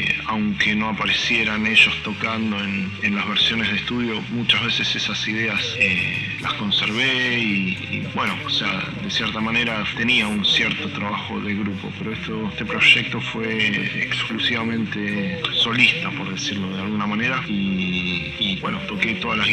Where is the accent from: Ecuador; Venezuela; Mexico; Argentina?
Argentina; born there; also born or lived in Canada; yo soy nacido en Argentina, pero sigo teniendo una parte de mí en Canadá.